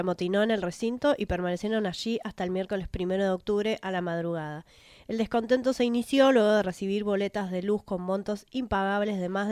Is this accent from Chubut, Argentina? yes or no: yes; Trelew, Chubut, Argentina; also born or lived in Bahía Blanca; Yo, salvo en raras excepciones, nací en Bahía, pero crié toda la vida en Trelew.